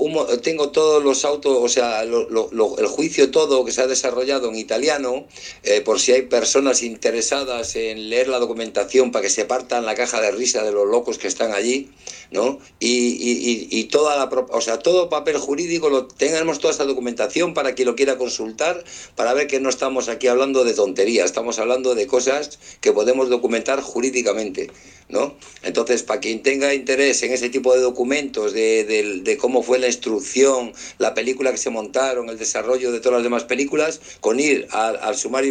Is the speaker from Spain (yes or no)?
yes; Spain; yo soy ciudadano español